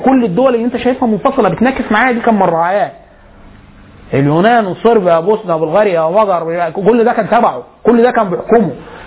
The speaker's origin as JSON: {"language": "Arabic", "country": "Egypt", "said": "ده حتى مش الالم بتاعنا كمصري"}